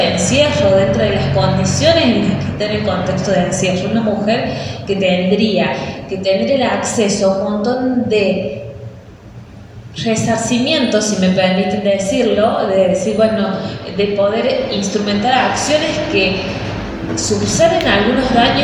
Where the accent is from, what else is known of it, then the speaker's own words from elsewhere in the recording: San Carlos Minas, Córdoba, Argentina; soy de San Carlos Minas, nacida y criada en San Carlos Minas.